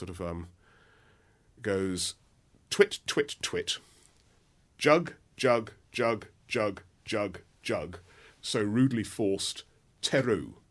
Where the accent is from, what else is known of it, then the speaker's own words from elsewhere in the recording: London, United Kingdom; I'm a Londoner, born and bred in London, and I love cities